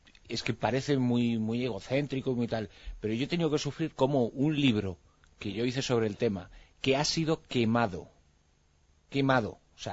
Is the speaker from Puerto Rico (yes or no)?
no; Spain; como español, sobre todo, ¿no? Como español y como persona que me siento mucho más afectada por el 11M que por el 11S